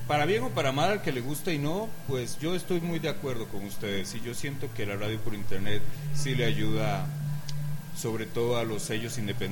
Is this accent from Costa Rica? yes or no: yes; Costa Rica; yo que soy de Costa Rica